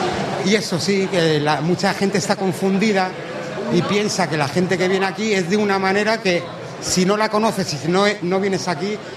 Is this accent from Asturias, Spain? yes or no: no; Finestrat, Valencian Community, Spain; Venimos de Finestrat, de aquí de Alicante, un pueblecito de Alicante.